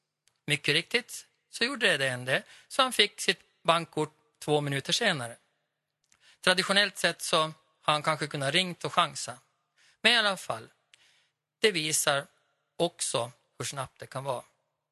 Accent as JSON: {"language": "Swedish", "region": "Åland", "country": "Finland", "said": "Men som ålänning så tänker jag, jag vill ju inte köra själv"}